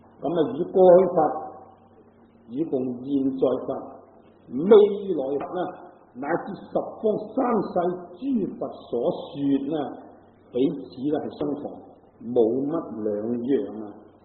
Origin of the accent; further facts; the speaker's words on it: Guangdong, China; 就算我哋广东人嚟讲咧，咁啊，亦都有好多嗰啲鄉音咧唔同嘅